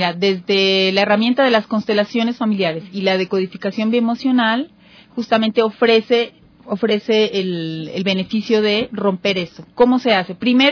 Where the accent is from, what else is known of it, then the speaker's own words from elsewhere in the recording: Colombia; Yo soy una psicóloga colombiana, tengo 43 años, soy madre de dos niños.